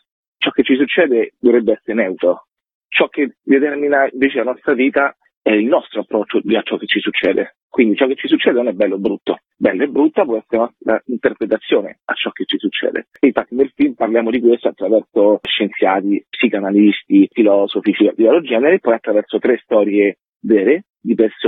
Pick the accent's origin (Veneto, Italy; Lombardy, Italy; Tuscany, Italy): Tuscany, Italy; Io sono toscano e mi ricordo quando ero piccolo